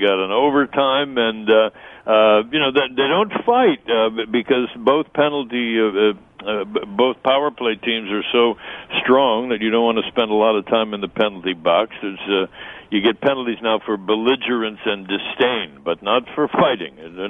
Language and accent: English; Canada; now in United States; I'm a Canadian, but I'm a resident alien. Actually, not anymore. I'm now transnational.